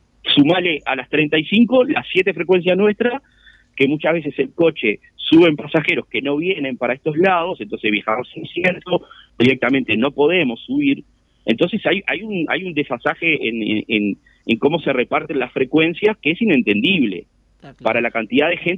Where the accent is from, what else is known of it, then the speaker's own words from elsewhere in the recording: San Luis, Canelones, Uruguay; acá a 4 kilómetros de San Luis, de donde soy yo, que acá en San Luis el tema más afectado es por el 712